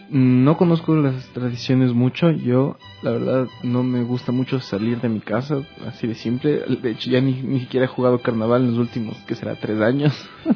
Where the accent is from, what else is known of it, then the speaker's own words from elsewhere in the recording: Quito, Pichincha, Ecuador; Sí, yo vengo de Quito.